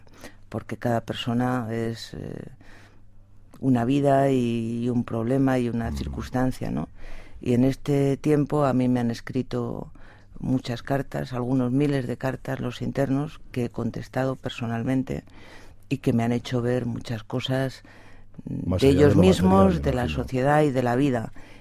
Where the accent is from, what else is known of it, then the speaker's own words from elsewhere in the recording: Zaragoza, Aragon, Spain; además de la fiesta nacional son las fiestas del Pilar y yo soy de Zaragoza.